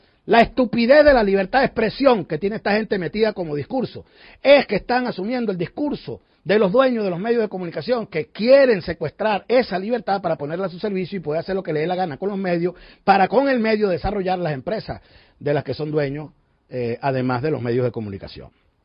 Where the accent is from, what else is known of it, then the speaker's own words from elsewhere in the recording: Venezuela; con mucho dolor para nosotros que somos venezolanos como ellos